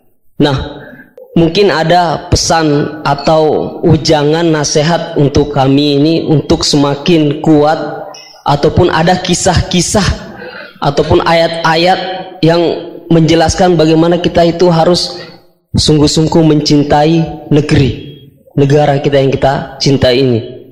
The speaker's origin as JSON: {"language": "Indonesian", "town": "Poso", "region": "Central Sulawesi", "country": "Indonesia", "said": "asal dari Poso, Sulawesi Tengah."}